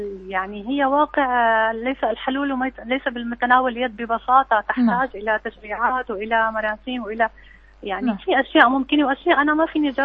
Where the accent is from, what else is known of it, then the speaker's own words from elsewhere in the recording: Syria; نحن كمجتمع سوري تعلمنا دائما نقدم